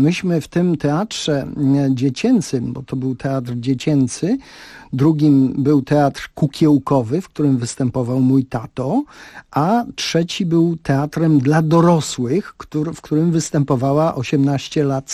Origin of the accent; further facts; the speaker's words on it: Przeworsk, Subcarpathian Voivodeship, Poland; born there; mnie na świat Bocian przeniósł w Przeworsku. To było, gdy się urodziłem, małe miasteczko na Rzeszowszczyźnie, które miało około 3000 mieszkańców